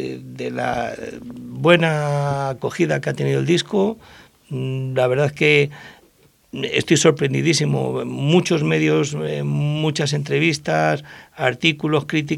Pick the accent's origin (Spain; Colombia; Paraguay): Spain; Madrid, Community of Madrid; De pequeño viví en Vallecas y me marcó bastante. Y luego después mi juventud la viví en Carabanchel, en el barrio de Caño Roto, un barrio muy, muy variopinto, donde se cocía el rock todos los días.